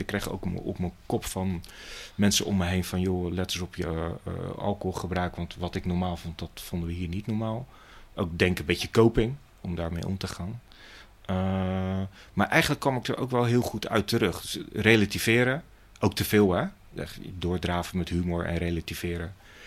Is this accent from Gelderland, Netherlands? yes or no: no; Rotterdam, South Holland, Netherlands; 51 jaar. Wereldburger met een Rotterdamse mindset. Geboren en getogen in Rotterdam. Altijd wel hier in de omgeving gewoond. Nu ook nog steeds woonachtige in Rotterdam, vlakbij Medestation Kapelsebrug.